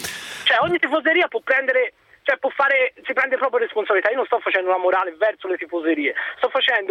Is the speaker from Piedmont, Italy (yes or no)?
no; Florence, Tuscany, Italy; io vengo da Firenze